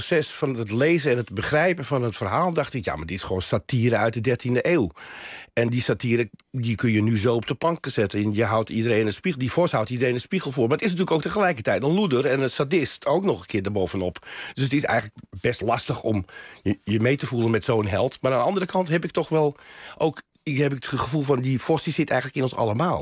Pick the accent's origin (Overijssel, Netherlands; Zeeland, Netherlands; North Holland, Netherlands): North Holland, Netherlands; Amsterdam; born there; Ja, ik ben geboren Amsterdammer.